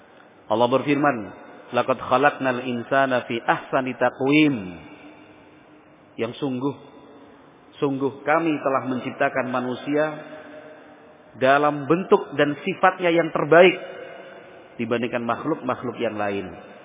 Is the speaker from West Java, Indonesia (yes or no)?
no; Yogyakarta, Special Region of Yogyakarta, Indonesia; Saya sendiri lahirnya di Jogja, besar di Jogja, sempat 2 tahun waktu kecil ikut nenek di sini, sekolah SD di SD Batulo 2.